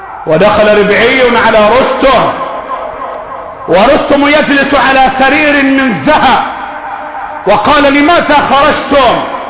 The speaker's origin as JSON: {"language": "Arabic", "country": "Egypt", "said": "اللهم احفظ بلدنا مصر"}